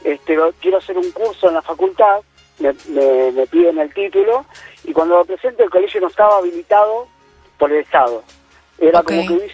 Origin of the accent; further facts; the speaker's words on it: Tigre, Buenos Aires Province, Argentina; Bueno, somos de Tigre, así que estoy llegando a casa ya.